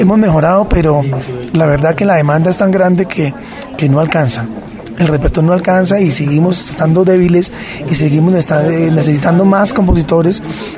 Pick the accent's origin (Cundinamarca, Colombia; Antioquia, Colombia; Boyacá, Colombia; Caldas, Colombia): Cundinamarca, Colombia; Guasca; hace, pues imagínese, año 91 en mi tierra, en Huasca